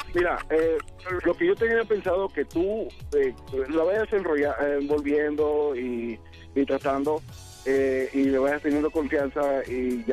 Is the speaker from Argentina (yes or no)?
no; Acapulco, Guerrero, Mexico; recordando el México. Yo soy de Acapulco.